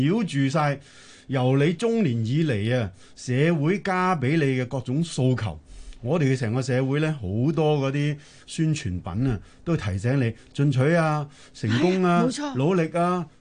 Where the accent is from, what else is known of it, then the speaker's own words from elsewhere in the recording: China; 我哋中國人咧，幾千年都係農業文明。